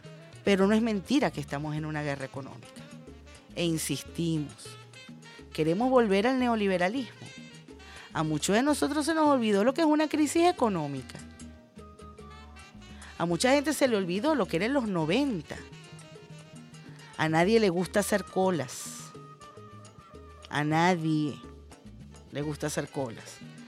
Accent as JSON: {"language": "Spanish", "country": "Venezuela", "said": "con lo delicados que somos los venezolanos y las venezolanas con la higiene"}